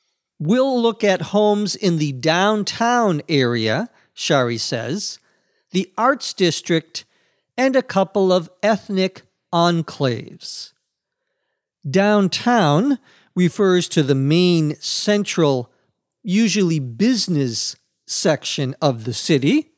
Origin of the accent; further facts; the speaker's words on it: St. Paul, Minnesota, United States; And there were, especially in cities such as Boston, New York, Chicago, and my hometown, St. Paul, ethnic areas where the Irish lived.